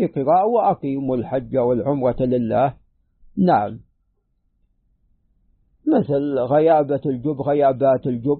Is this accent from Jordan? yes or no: no; Najd, Saudi Arabia; حتى عندنا في نجد يعني استنبتوا الفقع الكمأة